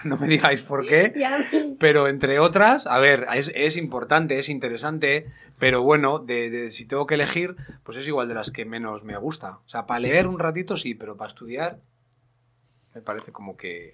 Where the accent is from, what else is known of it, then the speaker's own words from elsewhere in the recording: Barakaldo, Basque Country, Spain; Bueno, nosotros somos de Baracaldo, de toda la vida.